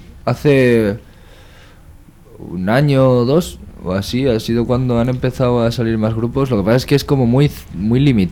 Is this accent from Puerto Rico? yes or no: no; Sondika, Basque Country, Spain; Venimos de Sondica y de los alrededores. Somos un poco todos por ahí, nos conocemos desde hace bastante tiempo.